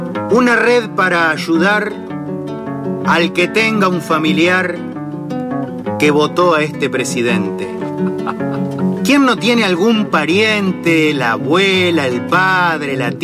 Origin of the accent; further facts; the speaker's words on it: Los Toldos, Buenos Aires Province, Argentina; born there; also born or lived in Necochea; now in Nueve de Julio, Argentina; De Los Toldos, nací en Los Toldos, después nos fuimos a vivir un par de años a Necochea. Uh-huh. Y bueno, y después, hace ya como más de 30 años que estamos en 9 de julio. Uh-huh. Provincia de Buenos Aires.